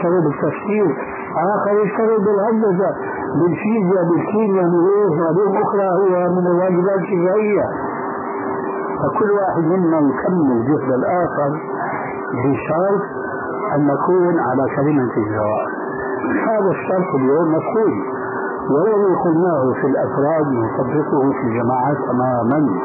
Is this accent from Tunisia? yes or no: no; Syria; وقد وجد الشيخ عندنا في سوريا ألف رسالة